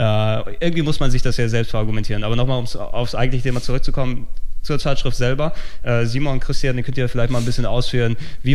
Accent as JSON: {"language": "German", "region": "Hamburg", "country": "Germany", "said": "Aber ich hatte als Hamburger Jung ohne Geld nie wirklich die Gelegenheit"}